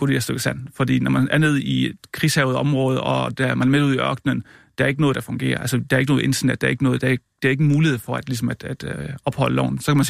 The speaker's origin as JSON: {"language": "Danish", "region": "Region of Southern Denmark", "country": "Denmark", "said": "Jeg er levbosejsansker fra Sønderjylland."}